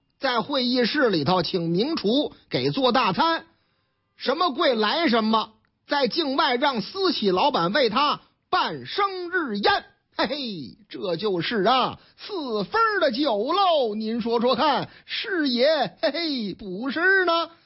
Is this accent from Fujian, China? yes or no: no; Shandong, China; 你看这个事情还是我老家的山东商报的报道。